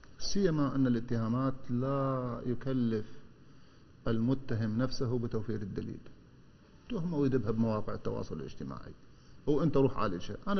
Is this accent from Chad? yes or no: no; Iraq; كعراقيين وفي كل بلد موجودين به إحنا أبناء الوطن